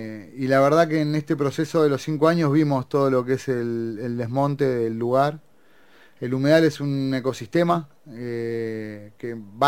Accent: La Plata, Buenos Aires Province, Argentina; yo me crié acá en La Plata y muchísimo en Atalaya, en Magdalena

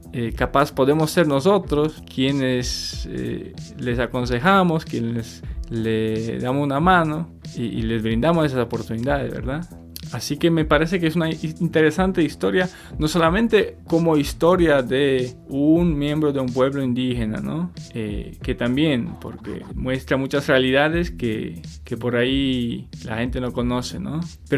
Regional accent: Poland; Spanish is a second language; moved away; Yo soy de Polonia y en el año 2013 empecé el viaje en bicicleta desde México por América Latina

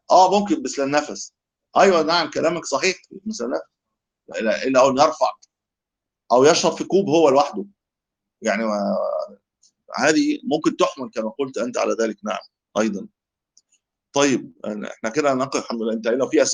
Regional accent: Egypt; إحنا نقول شربة عندنا في مصر.

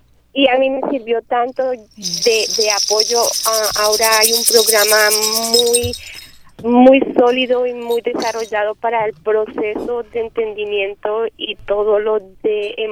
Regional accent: Colombia; yo soy de Colombia y en mi país todo el concepto de deshabilidad es muy diferente

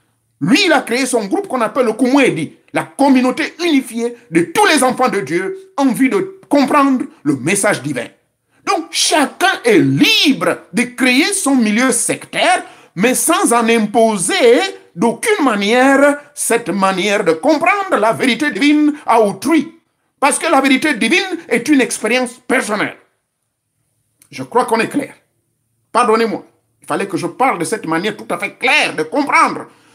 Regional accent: Gabon; c'est comme ça qu'on l'appelle chez nous au Gabon.

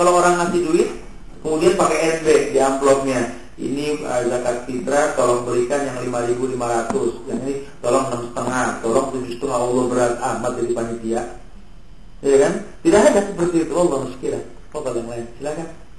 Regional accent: Jakarta, Indonesia; suka di tradisi di Betawi ini, karena saya orang Betawi

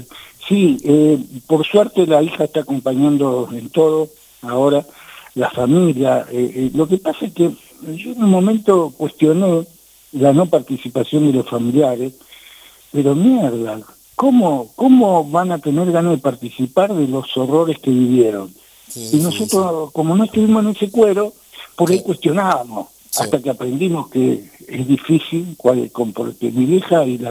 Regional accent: Villa Jardín, Buenos Aires, Argentina; yo no, yo vengo importado de Villa Jardín, sí, pero vecino.

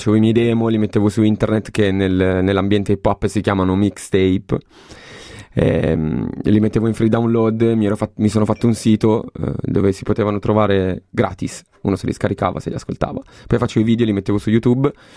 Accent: Milan, Lombardy, Italy; ho 27 anni, vengo dalla periferia di Milano

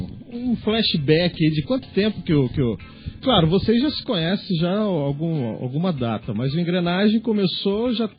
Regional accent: Taubaté, São Paulo, Brazil; eu venho de Taubaté, né? Eu venho de uma cena lá de rock, de metal, na década de 80.

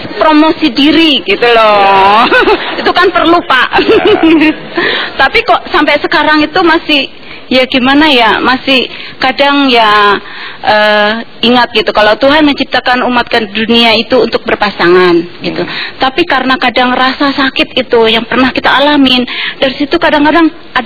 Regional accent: Java, Indonesia; saya orang Jawa

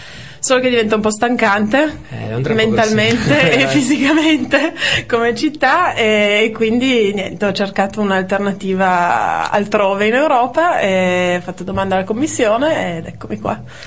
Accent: Turin, Piedmont, Italy; moved away as an adult; also born or lived in London; now in Brussels, Belgium; Sono nata a Torino 23 anni fa, ho vissuto lì fino ai 18 anni, mi sono trasferita a Londra per 5 anni per fare università e lavorare un po', e adesso sono arrivata a Bruxelles un mese e mezzo fa

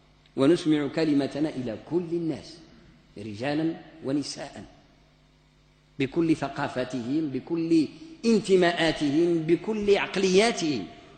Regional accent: Morocco; عندنا في المغرب نقص شديد في ما يتعلق بمستوى صناعة الوعظ والإرشاد والخطابة

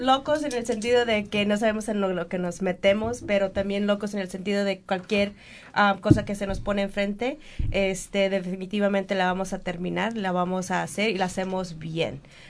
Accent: Mexico; born there; Nací en México, me crié con una madre soltera por muchos años

